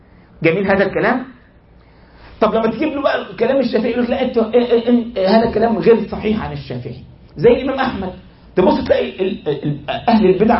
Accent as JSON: {"language": "Arabic", "country": "Egypt", "said": "أذكر عندنا في مصر، ما الكلام ذو شجون، واحد عندنا في مصر من 20 سنة تقريبا"}